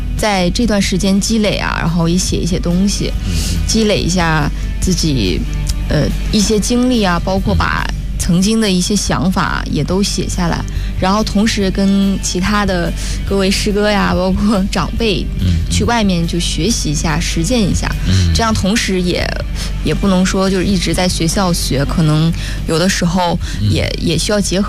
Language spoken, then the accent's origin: Chinese; Beijing, China; 包括也回到北京，因为我家也是北京的，然后回到父母身边